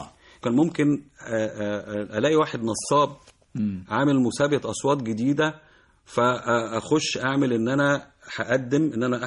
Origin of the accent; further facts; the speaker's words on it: Zagazig, Sharqia Governorate, Egypt; من الزقازيق من حي الحسينيه بيني وبينه 4 شوارع بالظبط.